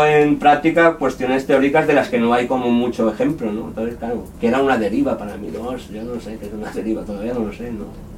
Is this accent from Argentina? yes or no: no; Godella, Valencian Community, Spain; Yo soy de Godella, un pueblo de Valencia, ¿no?